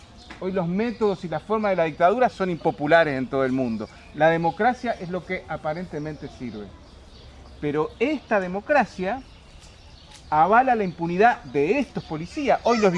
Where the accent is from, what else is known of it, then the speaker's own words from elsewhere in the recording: Uruguay; moved away; Yo fui exiliado, soy uruguayo